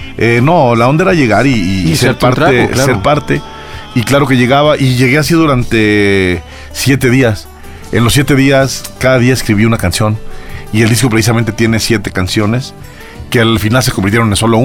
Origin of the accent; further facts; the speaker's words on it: Aguascalientes, Mexico; Y lo primero que hice fue llegar a la barra de un bar de allá de mi tierra de Aguascalientes.